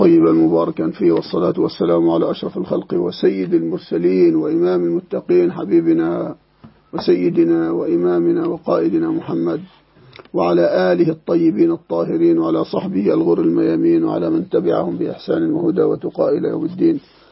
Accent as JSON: {"language": "Arabic", "country": "Egypt", "said": "يعني عندنا في مصر كتب صدرت كثيرة"}